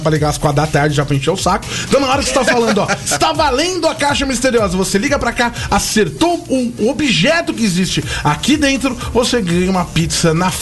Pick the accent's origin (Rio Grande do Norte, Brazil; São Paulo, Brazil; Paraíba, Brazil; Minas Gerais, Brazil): São Paulo, Brazil; Santo André; Eu sou de Santo André, cara.